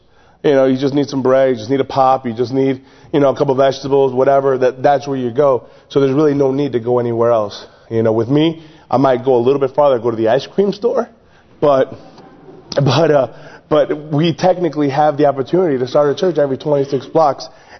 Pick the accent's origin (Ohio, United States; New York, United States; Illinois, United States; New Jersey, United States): Illinois, United States; Chicago; I'm being from the Chicagoland area, I'm used to locking my house and locking my doors.